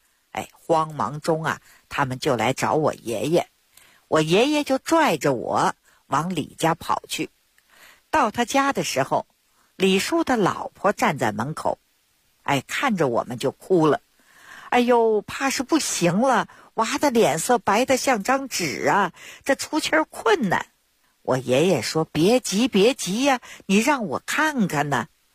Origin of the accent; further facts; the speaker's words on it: Beijing, China; 我呢是土生土长的北京人儿。我自小呢出生在一个中医世家， … 我的爷爷我的父亲那都是郎中。